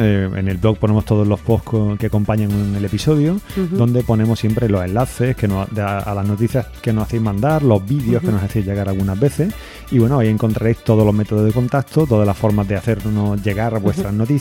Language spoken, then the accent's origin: Spanish; Spain; somos españoles, tenemos una cierta tendencia hacia la corrupción.